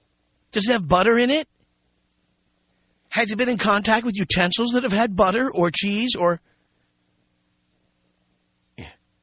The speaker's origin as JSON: {"language": "English", "town": "New York City", "region": "New York", "country": "United States", "tie": "born or raised there", "said": "We're 150 miles from Manhattan. I grew up in New York City."}